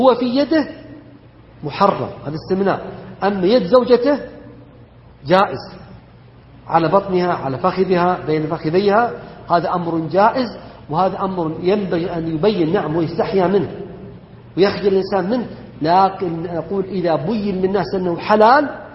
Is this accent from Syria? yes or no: no; Saudi Arabia; وإما يذكر فيحمد أن بلدنا المملكة العربية السعودية أنها ردت ذلك